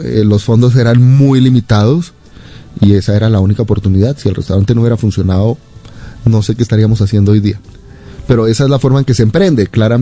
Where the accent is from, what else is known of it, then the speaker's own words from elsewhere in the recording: Colombia; moved away; Tiene que ponerse también en perspectiva cuando yo me fui de Colombia y en la década de los 90 fue una época muy difícil para el país.